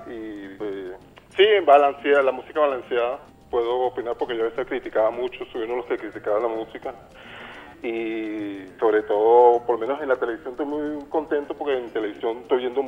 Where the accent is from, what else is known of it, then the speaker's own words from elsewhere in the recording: Venezuela; nos fortalecemos muchísimo más como venezolanos